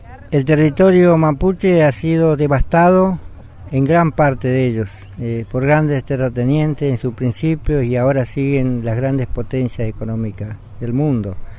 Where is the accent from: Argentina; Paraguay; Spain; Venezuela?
Argentina; Patagonia; es un enorme orgullo como argentino y como patagónico.